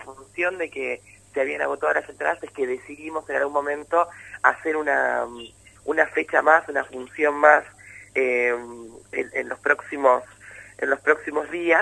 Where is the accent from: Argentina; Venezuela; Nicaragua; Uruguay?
Argentina; San Pedro, Buenos Aires Province; nosotros que somos de San Pedro lo sabemos muy bien